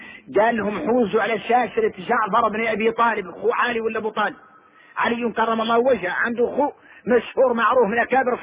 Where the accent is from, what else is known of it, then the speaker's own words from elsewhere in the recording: Mauritania; احنا موريتاني وعكسنا الرواية